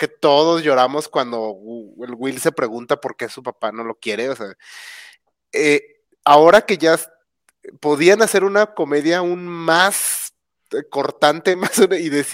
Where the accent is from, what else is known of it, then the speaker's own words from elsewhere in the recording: Mexico; Soy mexicano, así que para ellos yo soy minoría de color.